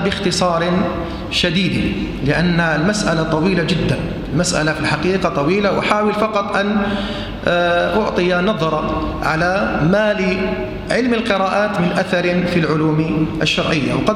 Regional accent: Algeria; وهذه في بلدنا الجزائر

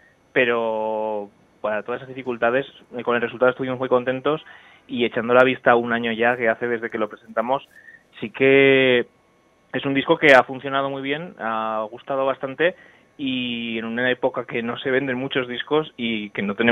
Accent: Zaragoza, Aragon, Spain; somos de Zaragoza, pero tocamos casi más fuera de Zaragoza y nuestra comunidad que dentro

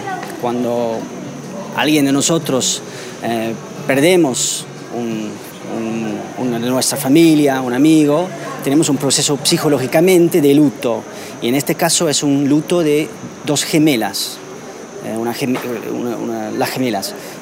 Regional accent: Netherlands; Spanish is a second language; now in Buenos Aires, Argentina; Soy de Holanda. Uh-huh. Y vivo en Buenos Aires hace 3 años.

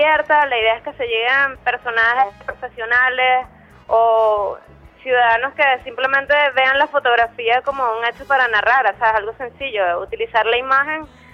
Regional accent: Maracay, Aragua, Venezuela; Yo soy de Maracay, del Limón.

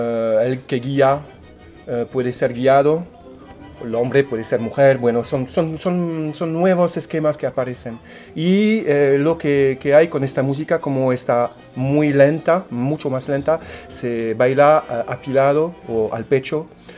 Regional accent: France; Spanish is a second language; Yo soy francés, en Francia comemos como gallinas a las 8, 9

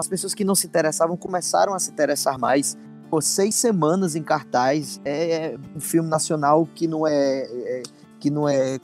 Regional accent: Cajazeiras, Paraíba, Brazil; eu sou do interior da Paraíba, uma cidade chamada Cajazeiras.

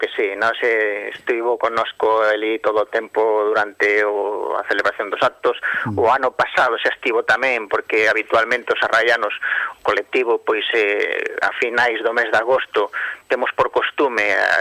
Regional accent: Lobios, Galicia, Spain; empezamos con esta andaina por Ludeiros, donde eu nacín, non, o lado de nunha aldea de Lobios, li pegadiña a Lindoso, na mesma raia, non?

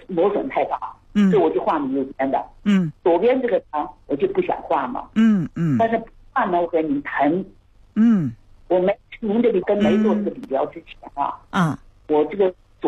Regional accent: Beijing, China; 我来自北京。

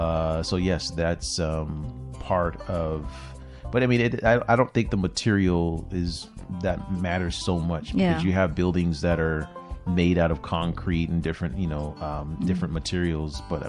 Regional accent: California, United States; I'm from California

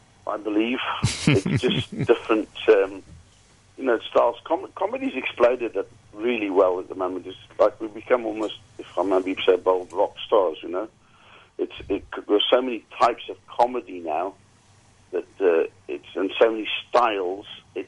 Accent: Zimbabwe; born there; also born or lived in Wales / South Africa; Well, I was born in Zimbabwe. I lived in Wales for 8 years and came back to the UK.

